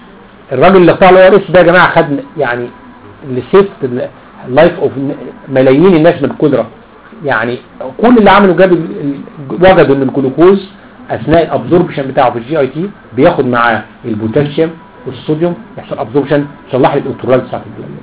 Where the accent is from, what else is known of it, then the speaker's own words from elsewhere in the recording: Egypt; اللي هو مفهوم لبن الرايب بالنسبه لنا احنا كمصريين